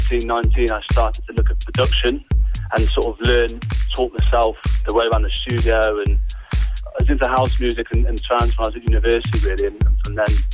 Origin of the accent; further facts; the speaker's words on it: Worcester, West Midlands, United Kingdom; now in London, United Kingdom; I'm originally from Worcester, but I now live in London. But as you can tell from my name, I've got quite strong Welsh connections as well. So my dad's Welsh and half my family are Welsh.